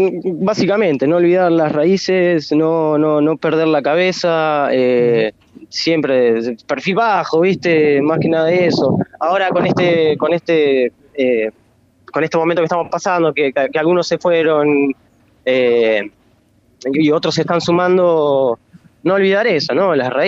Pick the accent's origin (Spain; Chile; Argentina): Argentina; La Plata, Buenos Aires Province; soy de La Plata, ¿no? A mí yo no me iría a ningún lado, me moriría acá en La Plata